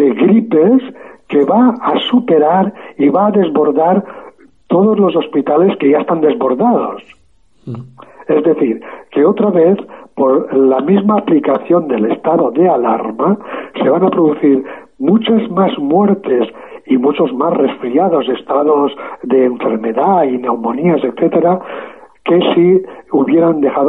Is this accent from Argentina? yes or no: no; Spain; yo, como muchos españoles, tuvimos que pasar un buen rato haciendo cola